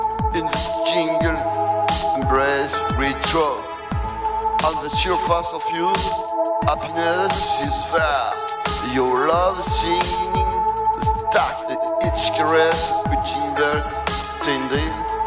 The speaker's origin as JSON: {"language": "English", "country": "France", "second_language": "English", "said": "And I'm sorry for my accent, because I'm French."}